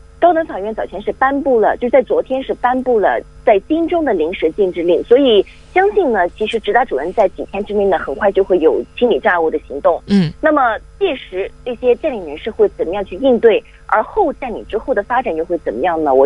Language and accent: Chinese; Hong Kong; 我们香港人说4点钟记者会